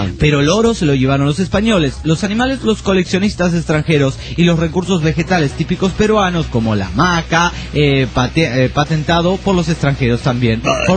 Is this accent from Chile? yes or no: no; Bahía Blanca, Buenos Aires Province, Argentina; soy de Bahía Blanca